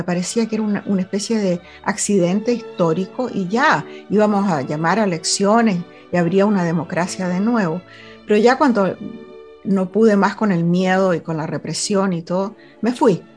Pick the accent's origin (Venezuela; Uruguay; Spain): Venezuela; moved away as an adult; now in United States; tengo las cartas desde 1987 para adelante, porque esa fue la época en que me vine de Venezuela a vivir a los Estados Unidos, y migré a los Estados Unidos porque me enamoré de un tipo aquí.